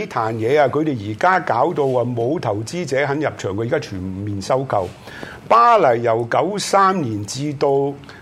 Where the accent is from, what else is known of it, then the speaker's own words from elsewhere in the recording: Hong Kong; 係特區政府有冇維護我哋香港人嘅尊嚴